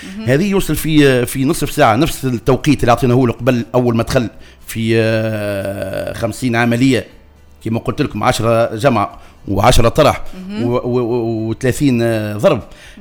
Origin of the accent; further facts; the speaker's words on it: Sousse, Sousse Governorate, Tunisia; انا منيش اصل رجيماتو انا اصلي من سوسه … من سوسه من ساكن تحديدا وخذيت مقاسم فنيه في رجيماتو